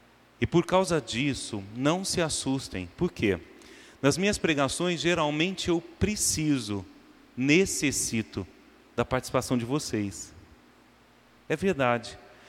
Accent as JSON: {"language": "Portuguese", "town": "Franca", "region": "São Paulo", "country": "Brazil", "moved": "as an adult", "lives_now": "Rio de Janeiro, Brazil", "said": "sou do interior de São Paulo, mas já há 22 anos vim para o Rio de Janeiro, quando decidi entrar para o seminário, quando havia ainda 18 anos de idade. Hoje já cheguei aos 40, então eu sou mais carioca, não é, do que francano"}